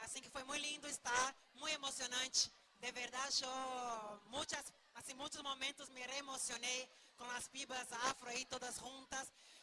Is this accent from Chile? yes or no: no; Brazil; Spanish is a second language; Yo soy brasileña y yo llamo de tsunami verde.